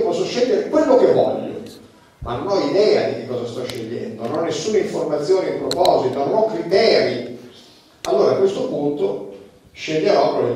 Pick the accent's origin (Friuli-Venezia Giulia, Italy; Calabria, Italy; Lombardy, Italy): Calabria, Italy; Reggio Calabria; io quando ero ragazzo, io sono nato a Reggio Calabria